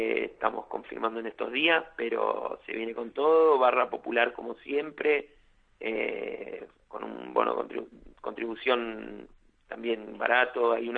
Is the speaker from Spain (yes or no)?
no; Buenos Aires, Argentina; Nosotros somos del barrio de Villa Soldati, barrio que no, la oferta cultural es escasa, por no decir que es nula.